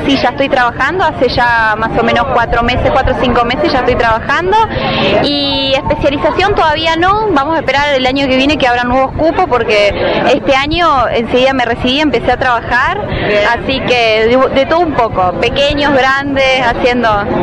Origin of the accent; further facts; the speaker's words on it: Rafaela, Santa Fe, Argentina; De Rafaela.